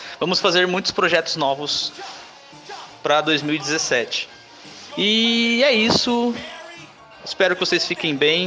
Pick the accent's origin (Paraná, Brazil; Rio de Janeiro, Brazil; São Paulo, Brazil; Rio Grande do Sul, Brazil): São Paulo, Brazil; Araraquara; tenho 25 anos. Sou de Araraquara